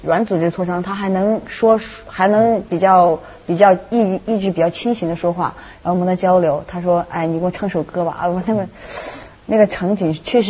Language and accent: Chinese; Zigong, Sichuan, China; 我从自贡，正好是我家乡的人，特别巧